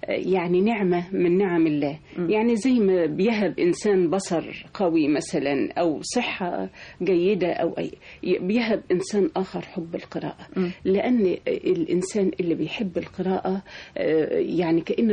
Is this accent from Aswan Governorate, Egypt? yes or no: no; Maghagha, Minya Governorate, Egypt; also born or lived in Cairo; في مغاغة.